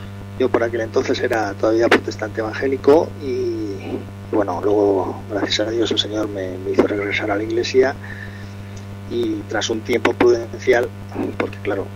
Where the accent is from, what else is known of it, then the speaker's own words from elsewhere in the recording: Spain; aunque la mayoría de los que formamos el portal somos españoles